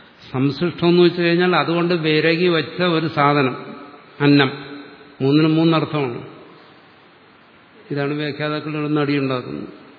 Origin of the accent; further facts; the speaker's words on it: Kerala, India; അത് തന്നെ, ഞാനൊരു ലോക്കൽ മലയാളിയാ.